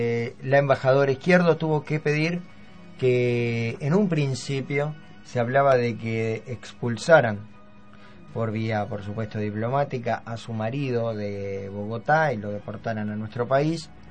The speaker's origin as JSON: {"language": "Spanish", "country": "Uruguay", "said": "no tenemos que hablar de cómo somos los uruguayos y cómo son las uruguayas."}